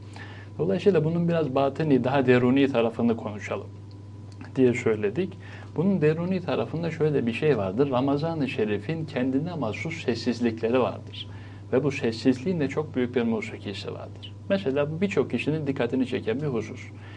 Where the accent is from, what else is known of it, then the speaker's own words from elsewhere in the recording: Bursa, Turkey; Ki elan biz Bursalıyız mesela bizim Bursa'da da bütün bir şehir bir evliya etrafında kurulur.